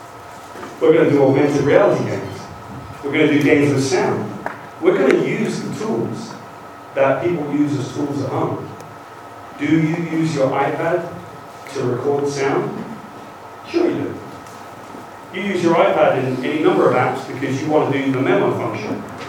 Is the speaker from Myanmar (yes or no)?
no; United Kingdom; accent: British; now in United States; British accent, and I live in America.